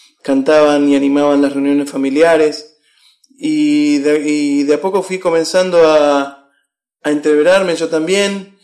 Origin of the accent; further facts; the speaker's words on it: Buenos Aires, Argentina; Yo soy un porteño que nació por casualidad en Buenos Aires. Tengo sangre correntina, mis padres son, si bien no son correntinos, mi padre nació en Las Lomitas, Formosa, en Paraje Paraíso, en el medio del campo, y mi mamá nació en Puerto